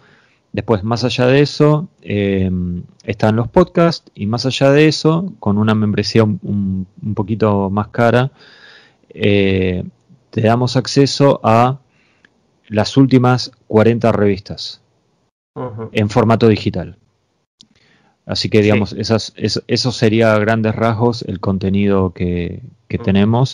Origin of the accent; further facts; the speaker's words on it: Argentina; yo soy consciente que soy un argentino y estoy haciendo un podcast